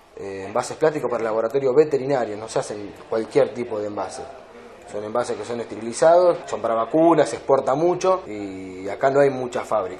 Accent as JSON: {"language": "Spanish", "town": "Ensenada", "region": "Buenos Aires Province", "country": "Argentina", "said": "Por lo menos los que somos de Ensenada tenemos un apoyo"}